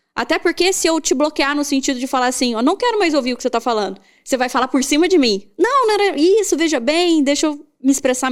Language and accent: Portuguese; Minas Gerais, Brazil; E eu, que sou mineira e gosto de conversar